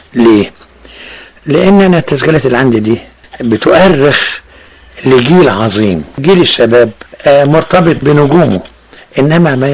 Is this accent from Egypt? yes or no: yes; Egypt; ده كله بيخليني أسعد إن أنا مصري بنتمي إلى بلدي